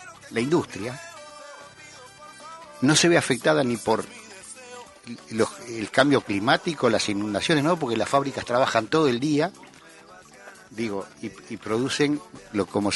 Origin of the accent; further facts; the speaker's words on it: Uruguay; se hablan de restringir la opinión, como somos uruguayos, de restringir la opinión política sobre el proceso argentino